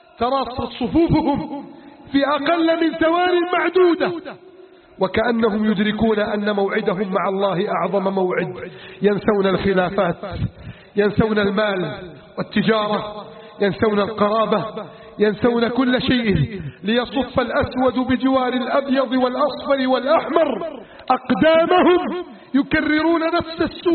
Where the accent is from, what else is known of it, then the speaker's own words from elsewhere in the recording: Egypt; واجعل بلدنا مصر آمنا مطمئنا